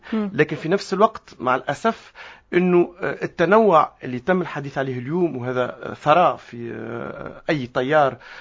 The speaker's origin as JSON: {"language": "Arabic", "country": "Tunisia", "said": "لكن هذا أنا اليوم كتونسي"}